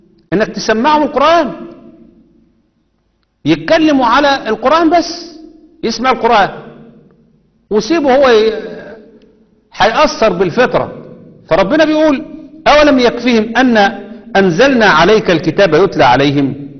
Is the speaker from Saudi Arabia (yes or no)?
no; Egypt; كنا في غرب كندا، مجموعة من الناس واقفين فشايفين شكلنا غريب شوية، انتوا منين؟ احنا من مصر، من ايجيبت.